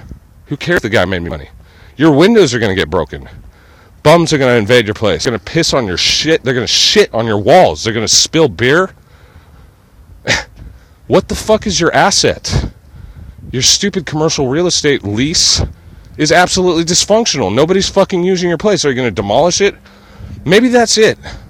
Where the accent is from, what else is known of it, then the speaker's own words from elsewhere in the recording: California, United States; I'm a Californian, true and true. I'm just a hometown fool.